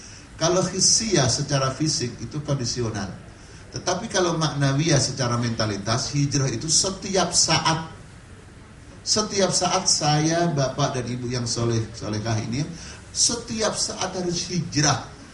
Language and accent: Indonesian; Bekasi, West Java, Indonesia; Bekasi kan tangga kita, daerah saya.